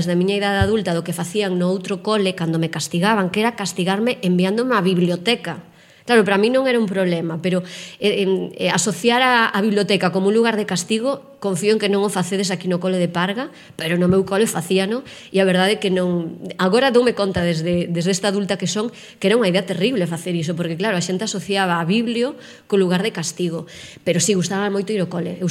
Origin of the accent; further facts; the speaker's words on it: Melide, Galicia, Spain; also born or lived in Vitoria; Eu nacín no País Vasco, nacín en Vitoria, así que ata os 6 anos fun ali o cole, e despois os meus pais volveron, por sorte, para Galicia, así que eu xa pasei a miña infancia e a miña adolescencia nun pobo pequeno